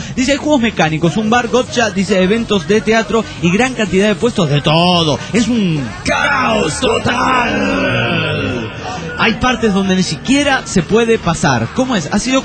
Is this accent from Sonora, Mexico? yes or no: no; Pénjamo, Guanajuato, Mexico; espero que también manden un saludo a mi pueblo. Maricel, un saludo para el pueblo de Pénjamo, ahí en Guanajuato, México.